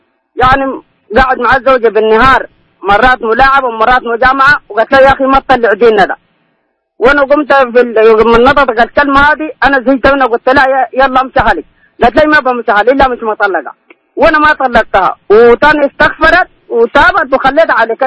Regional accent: Sudan; نحن ثلاثة أنفار جايين من جينا من السودان وعملنا عمرة

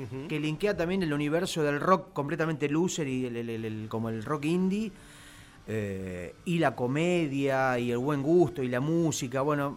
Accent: Mar del Plata, Buenos Aires Province, Argentina; now in Buenos Aires, Argentina; No, yo nací en Mar del Plata, me crié, empecé a hacer mis fanzines y mis primeras cosas en Mar del Plata. En el 96 me vine a Buenos Aires como una primera experiencia.

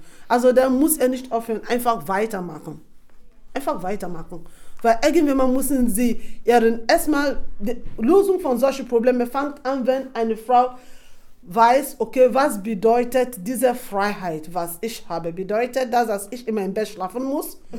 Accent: Nembe, Bayelsa, Nigeria; Ich erkläre ein bisschen von wo ich herkomme. Ich komme aus einem Ort namens Nembe.

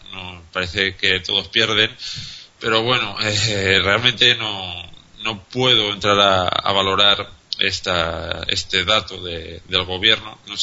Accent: Spain; a nivel como español, a nivel de ciudadano

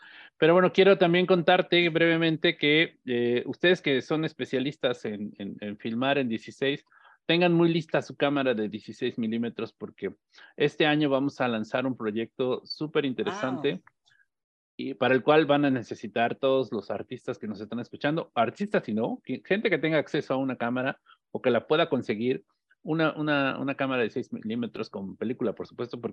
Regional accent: Mexico; esta tercera raíz que nos compone como mexicanos

